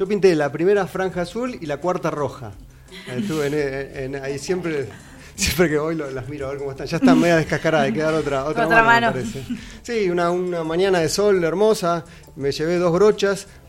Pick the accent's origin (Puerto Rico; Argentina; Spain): Argentina; Sarandí, Buenos Aires Province; Fui a Sarandí, yo soy de Sarandí